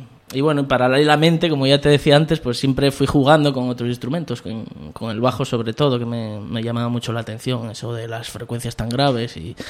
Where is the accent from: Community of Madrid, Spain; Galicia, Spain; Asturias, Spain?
Asturias, Spain; Luanco; moved away as an adult; also born or lived in Avilés; now in Oviedo, Spain; Me vine a Oviedo, pues a los 18, me vine a estudiar al conservatorio de Oviedo y tal, pero bueno, toda la infancia y adolescencia la pasé entre Luanco y Avilés.